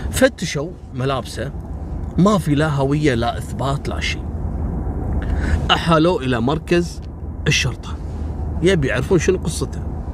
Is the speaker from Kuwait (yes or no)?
yes; Kuwait; حصلت عندنا في الكويت في سنة 77.